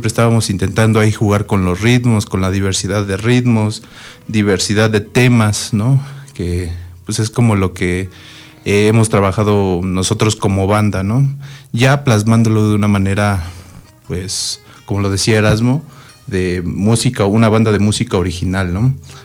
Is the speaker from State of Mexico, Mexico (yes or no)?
yes; Amecameca, State of Mexico, Mexico; nosotros nos consideramos como una banda de la región de los volcanes, no tanto de Ameca, aunque sí, obviamente, los que somos de Ameca siempre que salimos a tocar a otro lado, pues llevamos la bandera de amecamequense, ¿no? Pero somos de la región